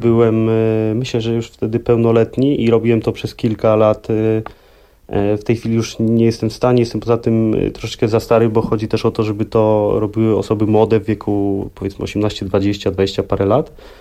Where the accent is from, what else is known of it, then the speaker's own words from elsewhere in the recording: Sopot, Pomeranian Voivodeship, Poland; Dzięki temu, że jestem z Trójmiasta, z Sopotu.